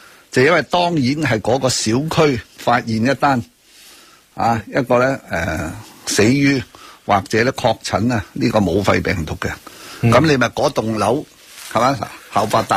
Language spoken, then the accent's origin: Cantonese; Hong Kong; 一定有一个说法俾我哋香港人得以警戒